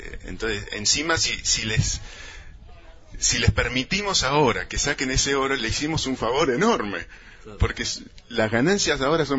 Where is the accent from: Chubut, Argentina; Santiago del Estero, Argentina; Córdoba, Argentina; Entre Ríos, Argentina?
Chubut, Argentina; Esquel; de Esquel, miembro, como tantos otros